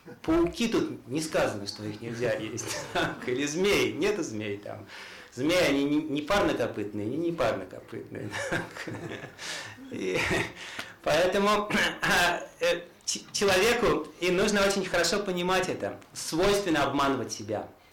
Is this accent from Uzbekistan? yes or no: yes; Tashkent, Uzbekistan; Я из Ташкента сам там.